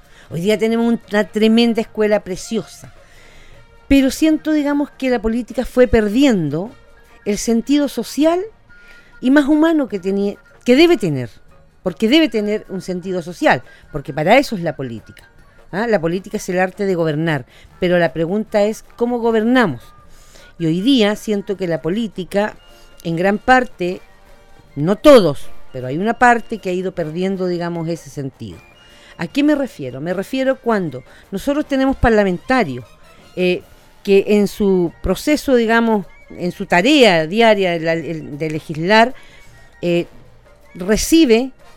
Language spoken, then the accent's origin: Spanish; Chile; Nosotros como chilenos fuimos capaces hace un par de años atrás